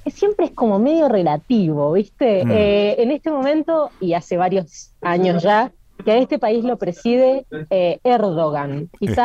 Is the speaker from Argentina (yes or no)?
yes; Argentina; now in abroad (not Argentina); uno viene de un país como Argentina que tiene muchísimo movimiento social